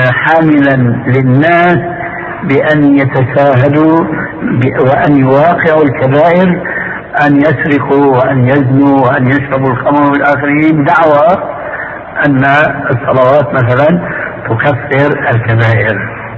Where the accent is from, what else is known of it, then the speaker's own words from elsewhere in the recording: Syria; وكما يقول عندنا في سوريا